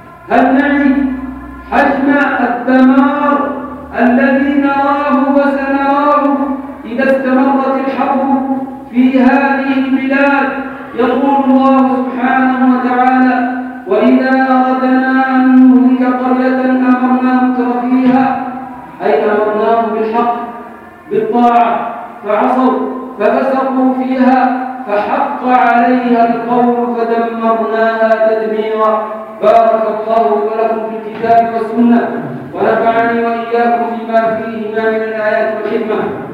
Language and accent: Arabic; Yemen; أن نقوم بواجبنا كيمنيين ضمنا هذا الوطن